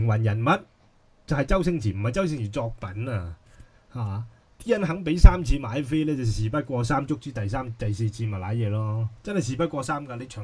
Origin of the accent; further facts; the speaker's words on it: Hong Kong; 我哋睇我哋香港人嘅觀眾，我哋唔好理人哋啦，係咪？